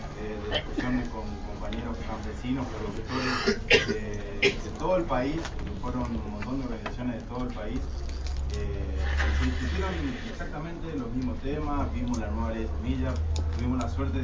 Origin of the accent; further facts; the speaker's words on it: Misiones, Argentina; soy integrante del movimiento semillero de Misiones, vengo de Misiones, soy en Esmaela, hoy día estamos trabajando en Esmaela.